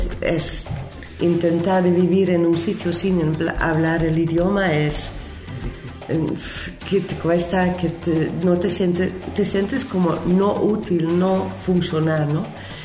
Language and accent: Spanish; Netherlands; Spanish is a second language; Yo hablo inglés, yo hablo español, pero como holandesa voy aprendiendo de dos partes también